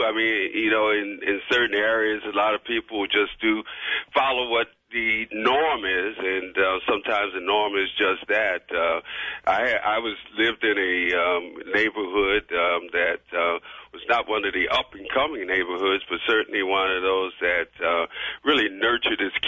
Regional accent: Philadelphia, Pennsylvania, United States; as we grew up in Philadelphia, you know, Philadelphia was a cool town.

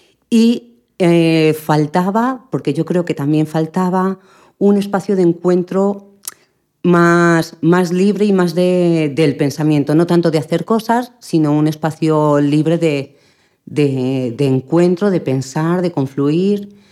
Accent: Madrid, Community of Madrid, Spain; Yo, que soy del barrio de Tetuán, que he nacido allí

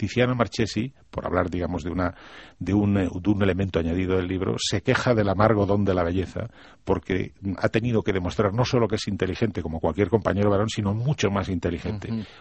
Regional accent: Cantabria, Spain; como si en España, Asturias y mi tierra, Cantabria, las Asturias de Santillana

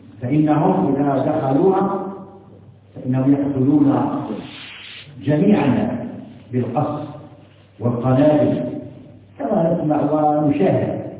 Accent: Algeria; ما تتمتع به بلدنا الجزائر على ما فيها من شيء من الانحراف

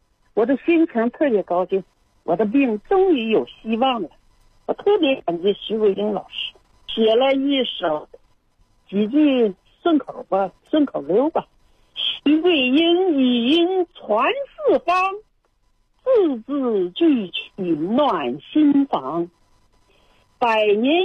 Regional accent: Dandong, Liaoning, China; 今年68岁。

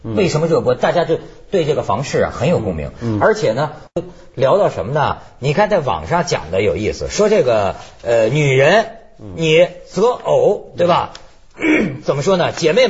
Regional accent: China; 我觉得在若干年以前，我作为一个大陆人呢、我还很不习惯

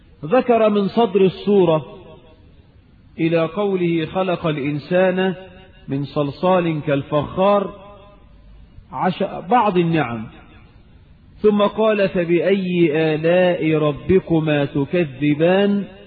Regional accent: Egypt; اللهم اجعل بلدنا مصر آمنة مطمئنة

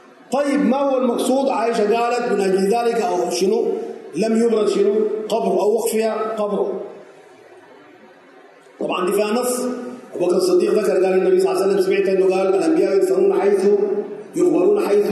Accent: Sudan; زي عندنا في السودان يقول لك

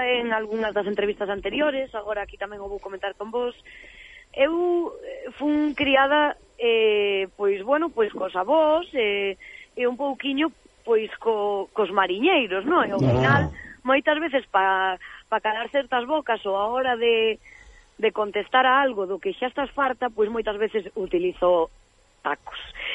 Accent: Cambados, Galicia, Spain; eu resido en Cambados, pero tamén son de Cambados.

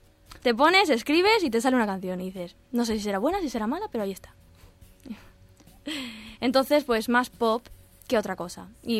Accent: Alicante, Valencian Community, Spain; Pues yo soy de Alicante, entonces... Pero intento salir de aquí

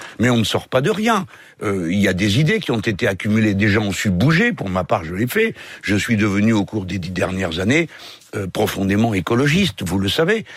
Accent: France; Cependant, nous sommes français, hein, donc nous jugeons d'après nos manières de voir.

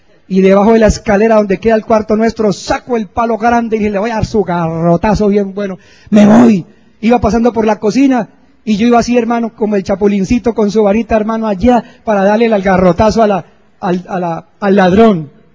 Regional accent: Sogamoso, Boyacá, Colombia; born there; yo entré una vez a la catedral allá en Sogamoso, donde yo nací

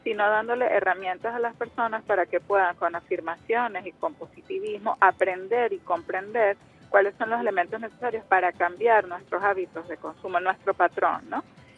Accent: Venezuela; nos obliga como venezolanos, como pueblo, a generar conciencia de cambio de patrones de vida en general

